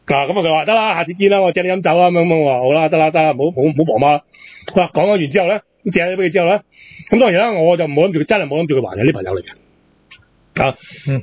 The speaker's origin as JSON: {"language": "Cantonese", "country": "Hong Kong", "said": "但我哋香港人係真係真真正正即係錯失咗一個大好博嘢嘅時機嘅"}